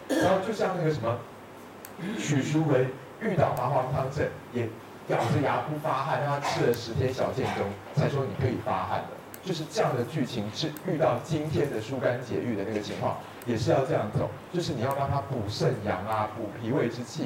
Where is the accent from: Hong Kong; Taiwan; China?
Taiwan; 但是我又说我们台湾人看大陆人因为有一点觉得你们很厉害的地方